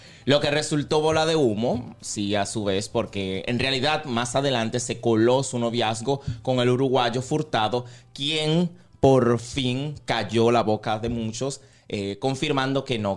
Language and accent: Spanish; Dominican Republic; now in Spain; como un dominicano más aquí en la comunidad española